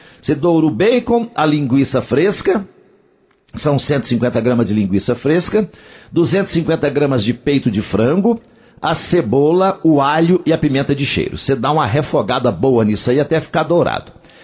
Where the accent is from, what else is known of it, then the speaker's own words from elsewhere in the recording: Coromandel, Minas Gerais, Brazil; lá na minha terra, lá em Coromandel, no Parque de Exposições Antônio Dagger.